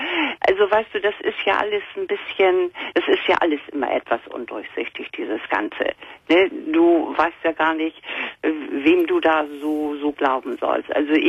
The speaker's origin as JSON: {"language": "German", "country": "Germany", "said": "Ich als Deutsche und als freie Frau, weißt du, ich bin 70, ich bin nie verheiratet gewesen, ich hab einen Sohn, den habe ich alleine großgezogen."}